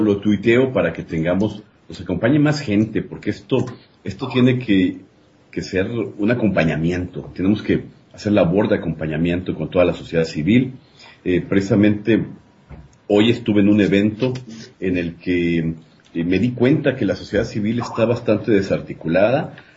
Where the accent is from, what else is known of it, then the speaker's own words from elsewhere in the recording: Mexico; principalmente somos mexicanos. Mexicanos que vivimos en todas partes de la República Mexicana